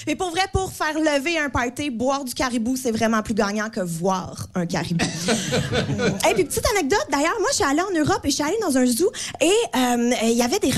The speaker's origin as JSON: {"language": "French", "region": "Quebec", "country": "Canada", "said": "Et voilà, nous, les Québécois, on est des Québécois."}